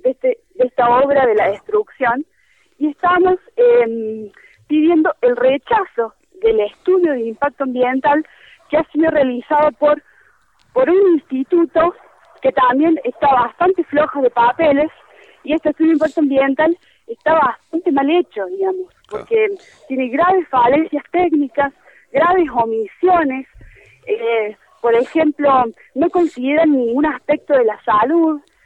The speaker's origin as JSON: {"language": "Spanish", "region": "Córdoba", "country": "Argentina", "said": "yo particularmente soy de Córdoba capital"}